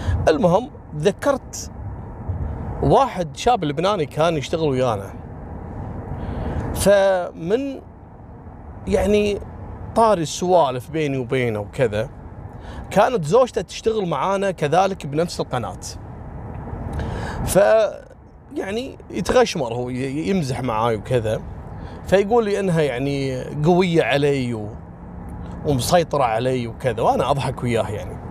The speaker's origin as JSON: {"language": "Arabic", "country": "Kuwait", "said": "ترى قبل أسبوعين عندنا في الكويت اللي قتل أخته"}